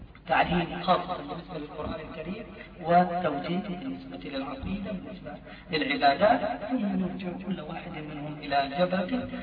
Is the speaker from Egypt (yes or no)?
no; Palestine; أنا ابن فلسطين، أرضي راحة، بلدي ذهب، أهلي يعيشون إخواني يعيشون تحت حكم اليوم